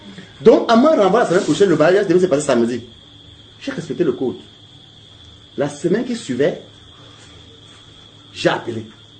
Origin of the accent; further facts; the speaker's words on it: Douala, Littoral, Cameroon; born there; Je suis né à Douala, mais je ne maîtrise même pas beaucoup de Douala.